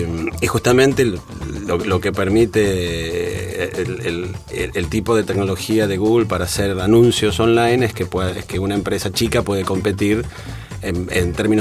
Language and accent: Spanish; Argentina; moved away; Me fui de Argentina en 1989.